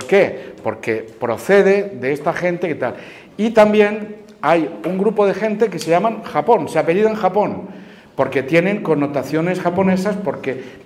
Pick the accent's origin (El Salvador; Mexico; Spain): Spain; Tarragona, Catalonia; Yo mismo soy catalán, yo procedo de Tarragona, yo hablo catalán, hablo francés también, hablo italiano también